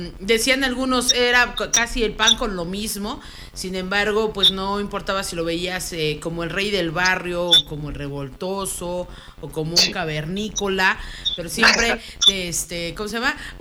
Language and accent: Spanish; Mexico; como buenos mexicanos dijimos